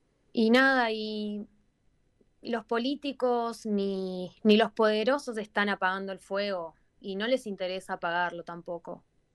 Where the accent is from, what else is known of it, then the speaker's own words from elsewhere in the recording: Argentina; cuando digo de dónde soy, que soy de Argentina